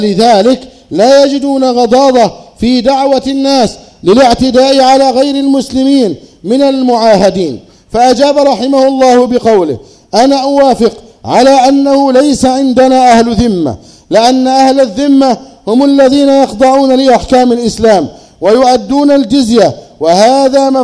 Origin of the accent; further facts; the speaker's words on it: Egypt; أن تحفظ بلدنا مصر وسائر بلاد